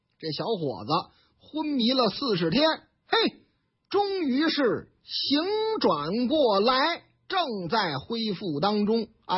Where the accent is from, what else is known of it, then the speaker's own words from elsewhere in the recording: China; 也得知道我们中国人喜欢什么，我们不得意什么呀